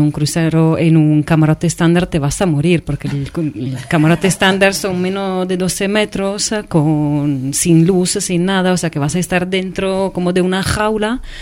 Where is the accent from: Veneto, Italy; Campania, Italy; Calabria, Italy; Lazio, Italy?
Veneto, Italy; Venice; Yo soy, repito, soy de Venecia